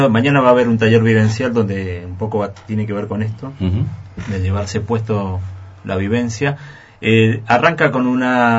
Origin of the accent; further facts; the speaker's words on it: Mendoza, Argentina; Nosotros en Mendoza tenemos, porque soy de Mendoza